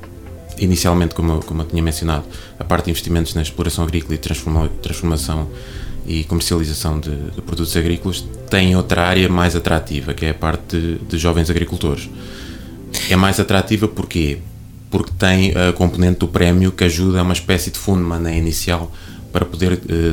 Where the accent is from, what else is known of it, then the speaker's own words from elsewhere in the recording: Coimbra, Centro, Portugal; now in Oliveira do Hospital, Portugal; Eu não sou natural de Oliveira do Hospital, eu sou natural de Coimbra. Casei-me, a minha esposa é daqui, de Oliveira do Hospital